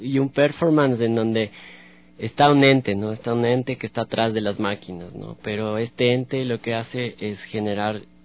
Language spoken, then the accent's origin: Spanish; Tulcán, Carchi, Ecuador; Yo vengo de Tulcán, de la provincia del Carchi, entonces vengo de otros aires, de otra información, claro.